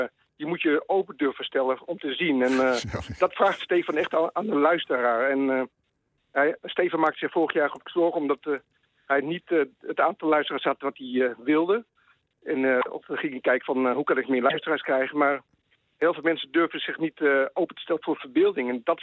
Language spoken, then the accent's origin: Dutch; Leiden, South Holland, Netherlands; Ik kom uit Leiden.